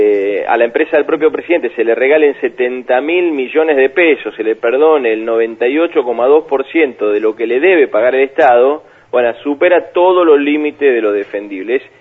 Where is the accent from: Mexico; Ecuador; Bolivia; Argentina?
Argentina; Beltrán, Río Negro; en mi pueblo, en Beltrán, en mi casa, desde chiquito